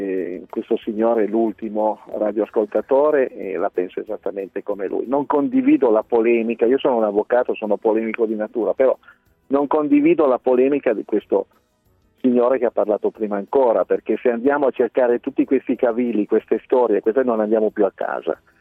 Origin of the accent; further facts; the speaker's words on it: Piedmont, Italy; io dico Langa perché sono piemontese